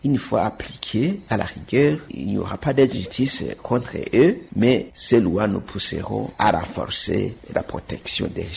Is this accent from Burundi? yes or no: yes; Burundi; alors que chez nous au Burundi, on a connu beaucoup de périodes de conflits.